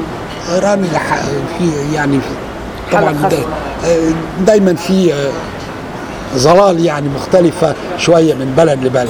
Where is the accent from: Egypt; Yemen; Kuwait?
Egypt; على عكس ما يحدث عندنا في مصر وفي البلاد المهمشة